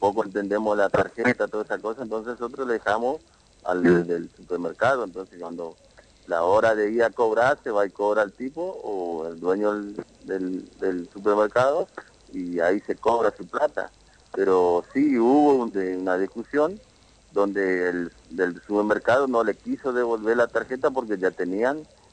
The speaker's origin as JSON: {"language": "Spanish", "region": "Chaco", "country": "Argentina", "said": "nosotros venimos de una localidad del campo, en Colonia Borís, en el lote 39. Somos familia de él, de ahí de la localidad de esa, al sur de Quitiliti."}